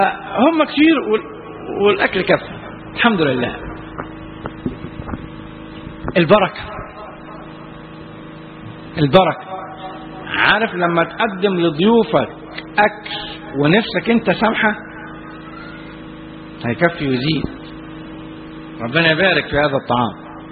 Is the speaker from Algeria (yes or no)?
no; Egypt; احنا عندنا في مصر المثل البلدي يقول لك